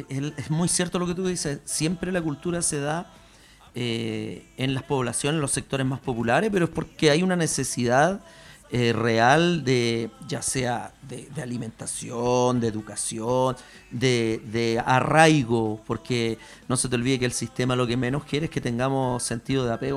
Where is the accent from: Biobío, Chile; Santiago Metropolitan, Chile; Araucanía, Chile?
Santiago Metropolitan, Chile; Pudahuel; also born or lived in Cerro Navia; yo en una población crecí, y yo en Pudahuel, de hecho, antes que de Cerro Navia yo era de Pudahuel, y hasta casi los 14 años en Pudahuel